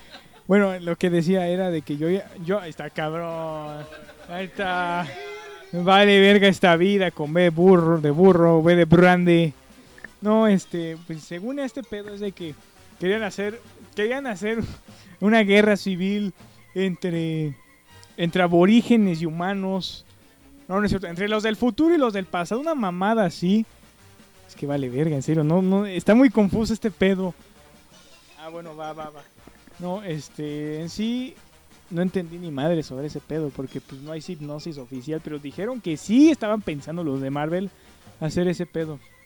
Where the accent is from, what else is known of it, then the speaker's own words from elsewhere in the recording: Mexico; A huevo. Como buen mexicano.